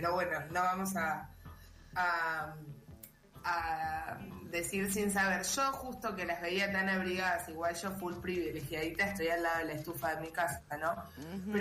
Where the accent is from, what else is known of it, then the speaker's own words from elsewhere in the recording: Buenos Aires, Argentina; yo como buena porteña al principio disfrutaba de ir a ver la helada porque era como toda una atracción para mí, que si vivís en Capital Federal o en sus alrededores muy cercanos, como era mi caso